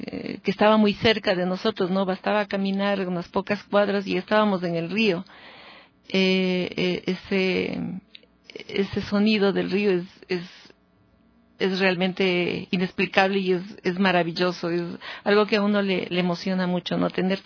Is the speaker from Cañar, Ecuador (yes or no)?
yes; Azogues, Cañar, Ecuador; moved away as an adult; regresar a mi tierra, porque yo vivo aquí desde los 19 años que vine a estudiar. Y me tocó regresar en razón de que mis hijos estaban pequeños y era muy difícil trabajar. Entonces me quedé en unas vacaciones en Azogues